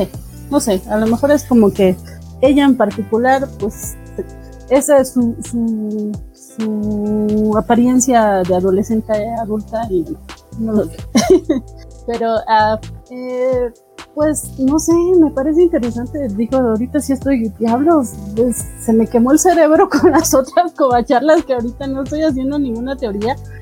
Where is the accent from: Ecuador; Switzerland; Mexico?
Mexico; Mexico City; accent: chilango; Espero que funcione mi dialecto chilango.